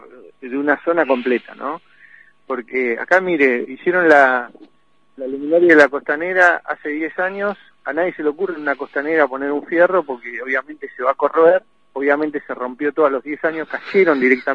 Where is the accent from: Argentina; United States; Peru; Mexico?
Argentina; Pico Truncado, Santa Cruz; Yo viví mi infancia en Pico Truncado.